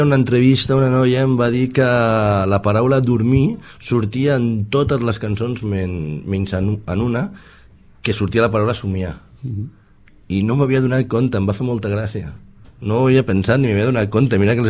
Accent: Sabadell, Catalonia, Spain; i jo sóc de Sabadell, i pujava o baixava a Tarragona a gravar-lo

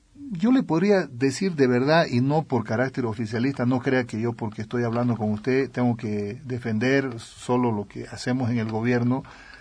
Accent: Santa Cruz de la Sierra, Santa Cruz, Bolivia; also born or lived in La Paz; Yo soy un ciudadano cruceño, medio paseño también, de contrabando.

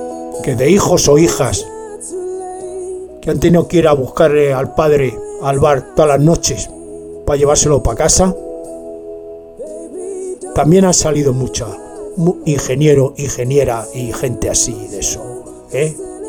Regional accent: Spain; Soy, claro que soy español, hombre. Me se nota. Además, es que me se nota. Me se nota que soy español. En cuanto me oís hablar, es español.

